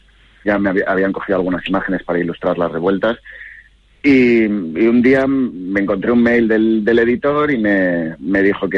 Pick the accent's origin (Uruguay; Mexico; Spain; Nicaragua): Spain; Valencia, Valencian Community; now in Hong Kong; Yo de Valencia.